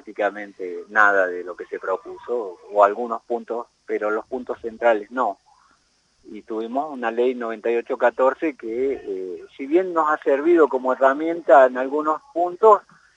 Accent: Luyaba, Loja, Ecuador; mi pueblo, que es Luyaba, ya tiene esas cosas

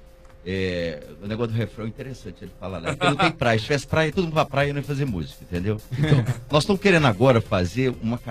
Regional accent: Belo Horizonte, Minas Gerais, Brazil; o refrão vem, é que a gente é de Belo Horizonte. Belo Horizonte não tem praia, surf, a gente

